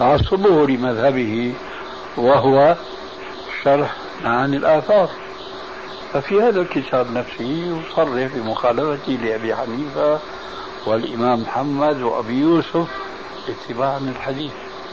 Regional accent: Syria; وأنا كما يقولون عندنا في سوريا العبد الفخير

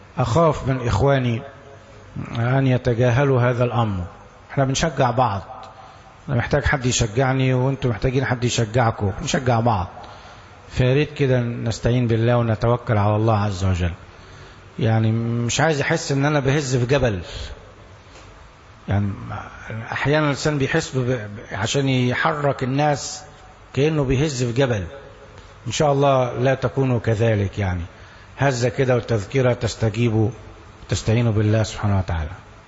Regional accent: Egypt; كلامه كان كويس وقوي وعبر عننا كمصريين

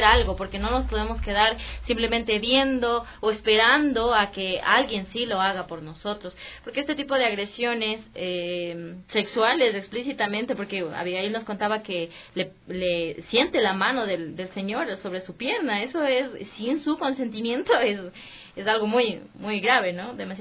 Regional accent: Quito, Pichincha, Ecuador; me alegra mucho como quiteña

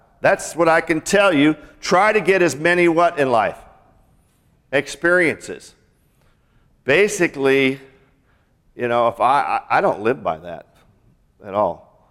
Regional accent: Seattle, Washington, United States; And growing up in Seattle and Washington, I was just, whoa, what's going on here?

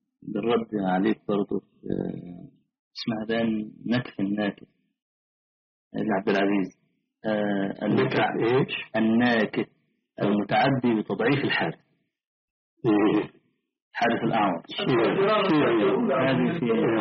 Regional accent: Egypt; طلعت حديثا عندنا في مصر

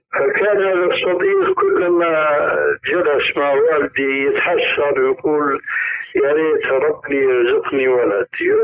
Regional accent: Syria; هيك كما يقولون عندنا في سوريا

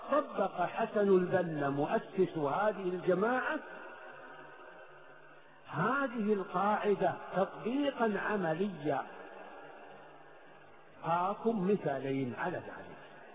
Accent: Saudi Arabia; في بلدنا المملكة العربية السعودية

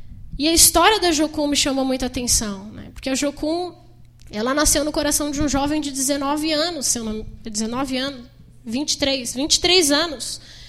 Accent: São Paulo, Brazil; eu vim da Zona Leste, lá da ZL, né? Ali perto do Rio Tietê, estudei em escolas públicas, não sei falar inglês

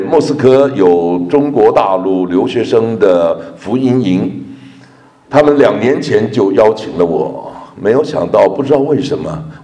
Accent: Taiwan; accent: Beijing; also born or lived in Beijing, China; 虽然我从台湾来，其实我也是从大陆来的，因为78年前我生在北京，我是在北京待了8年，70年前，当我8岁的时候离开北京。我也不知道为什么，虽然离开北京已经70年了，我觉得我讲话还有那么点北京味儿

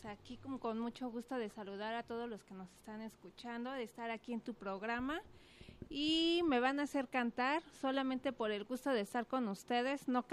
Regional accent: Mexico City, Mexico; now in Guadalajara, Mexico; Pues, vengo de la Ciudad de México por cuestiones de la vida. Llego aquí a Guadalajara

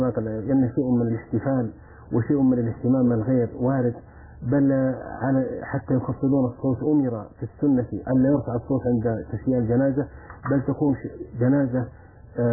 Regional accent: Saudi Arabia; في جوازات حصلت مثل عندنا في السعودية

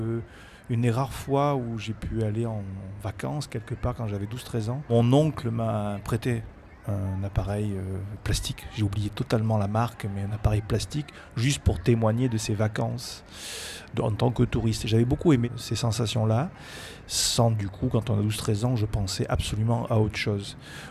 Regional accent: Brive-la-Gaillarde, Nouvelle-Aquitaine, France; c'est vrai que moi, je suis originaire de Corrèze, de Brive exactement.

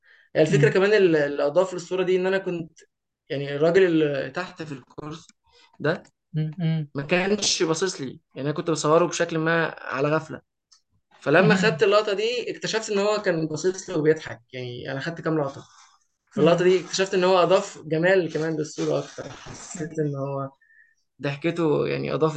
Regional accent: Egypt; مؤخرا بدأت أكتشف إن بلدنا جميلة بشكل ما، بلدنا تحديدا اللي هي قريتنا يعني، ومصر تحديدا

